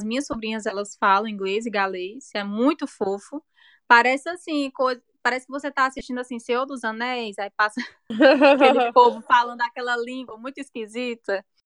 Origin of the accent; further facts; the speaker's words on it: Brazil; Quando eu voltei pro Brasil, eu comecei a treinar mais